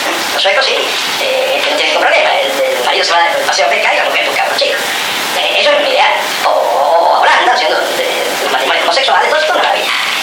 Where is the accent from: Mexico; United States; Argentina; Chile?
Argentina; born there; yo nací acá, ¿por qué soy argentino? Porque nací acá, y eso no se puede cambiar.